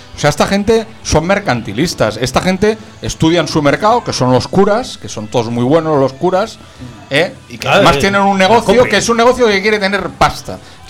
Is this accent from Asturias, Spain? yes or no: no; Catalonia, Spain; Y yo soy catalán.